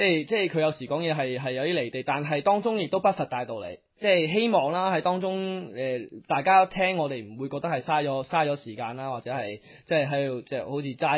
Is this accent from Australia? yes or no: yes; Australia; 即係我哋澳洲人 search 得起嘛